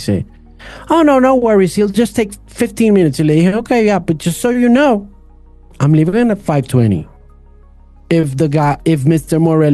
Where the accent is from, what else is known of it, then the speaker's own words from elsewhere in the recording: Colombia; los colombianos somos muy regalados para ese tema de los medios.